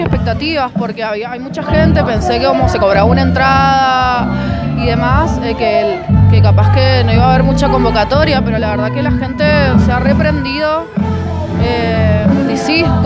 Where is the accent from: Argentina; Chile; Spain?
Argentina; Guaymallén, Mendoza; soy de Mendoza, soy de Guaymallén.